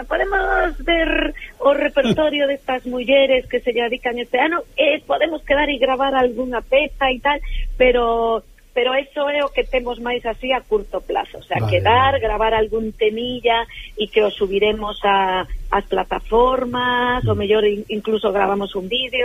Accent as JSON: {"language": "Galician", "town": "Vigo", "region": "Galicia", "country": "Spain", "said": "E por aquí, son de Vigo, e aquí na zona pois do interior, Pazos de Borbén"}